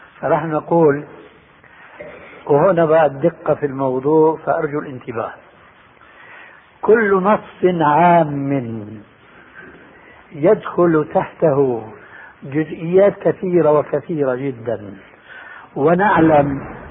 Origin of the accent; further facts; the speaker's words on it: Syria; عندنا في الشام يسمى المقدمة بالتذكير